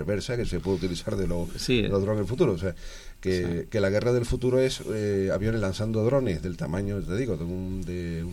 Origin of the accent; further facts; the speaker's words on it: Alcalá de Guadaíra, Andalusia, Spain; allí en esto en San Mateo, mi pueblo de Alcalá de Guadaira